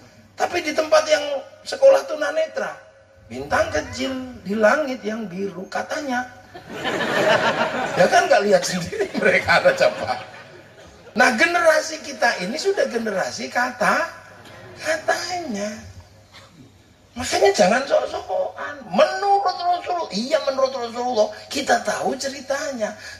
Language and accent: Indonesian; Indonesia; kita ini orang Indo.